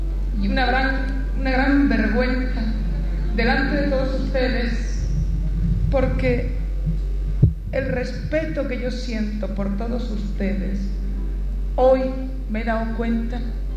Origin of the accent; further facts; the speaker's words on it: Andalusia, Spain; el pueblo andaluz no siempre puede sentir igual. Y si en el flamenco yo voy a decir cómo siente mi pueblo